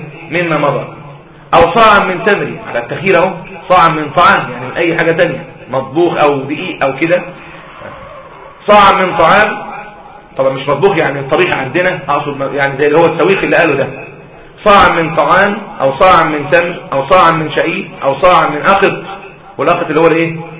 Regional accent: Egypt; مين بياكل التمر عندنا في مصر؟ التمر عندنا في مصر

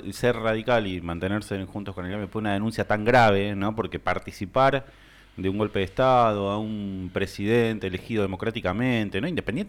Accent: Argentina; Pero la verdad que es vergonzoso, digo, como argentino, digo, son esas cosas que te dan vergüenza como argentino.

